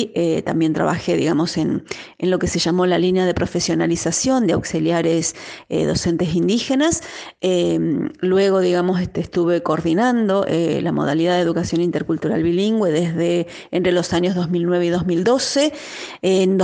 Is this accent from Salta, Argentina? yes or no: yes; Salta, Argentina; soy antropóloga de la Universidad Nacional de Salta y desde hace más de 20 años ya trabajando con comunidades indígenas al principio de mi provincia, o sea, de la provincia de Salta